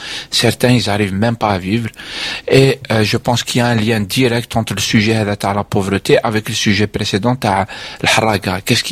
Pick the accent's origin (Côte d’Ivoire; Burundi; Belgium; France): France; Année, je suis français, donc c'est vrai que je suis pas touché personnellement dans ça.